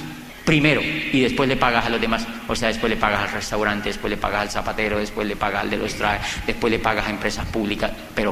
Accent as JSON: {"language": "Spanish", "country": "Colombia", "said": "Y yo le dije, yo vengo de Colombia."}